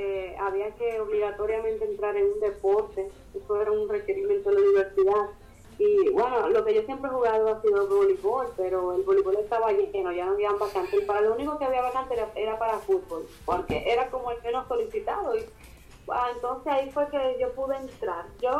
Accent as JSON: {"language": "Spanish", "country": "Dominican Republic", "accent": "Dominican", "said": "A mí siempre me dicen que a mí se me nota mucho mi acento dominicano. Yo también noto bastante que soy dominicano en mi acento. Yo obviamente no lo noto porque yo siempre he hablado así."}